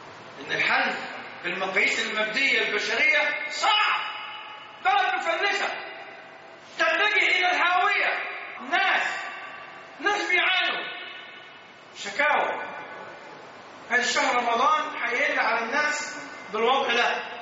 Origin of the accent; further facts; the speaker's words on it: Egypt; الأحوال في بلدنا مصر في غاية الصعوبة، في قمة الصعوبة